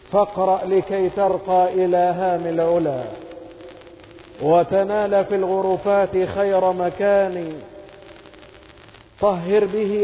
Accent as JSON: {"language": "Arabic", "country": "Egypt", "said": "واجعل بلدنا مصر أمنا أمانا، سخاء رخاء وسائر بلاد المسلمين"}